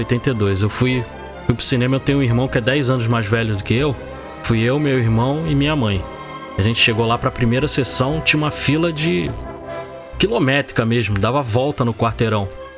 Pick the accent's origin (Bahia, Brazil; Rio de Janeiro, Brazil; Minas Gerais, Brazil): Rio de Janeiro, Brazil; Eu sou do Rio de Janeiro, né? Eu morava ali no bairro do Meia.